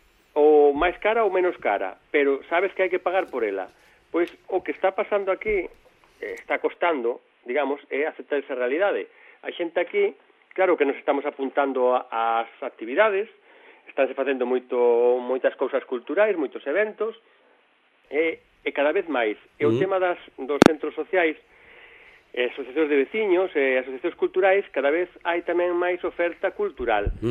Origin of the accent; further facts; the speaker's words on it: Galicia, Spain; mira que son galego, pero hai que dicilo, imos sempre por detrás